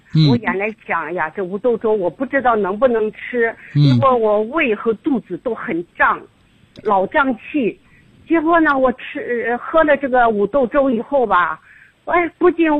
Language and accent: Chinese; Nanjing, Jiangsu, China; 我是南京人。